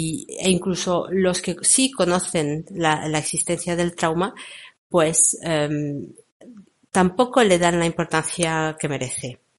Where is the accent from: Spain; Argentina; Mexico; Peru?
Spain; porque yo particularmente soy de España, pero lo he visto en otros países